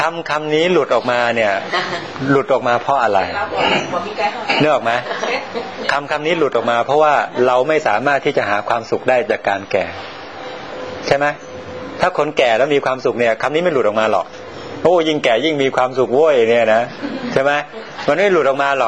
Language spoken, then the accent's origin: Thai; Sukhothai, Thailand; ผมกลับไปบ้านผมอยู่สุโขทัยนะบ้านนอกเนี่ยนะ